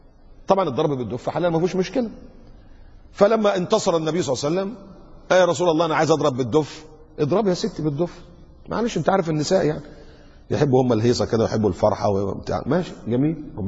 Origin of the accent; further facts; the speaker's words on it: Egypt; ده في مساجد عندنا في مصر في الأضرحة الضريح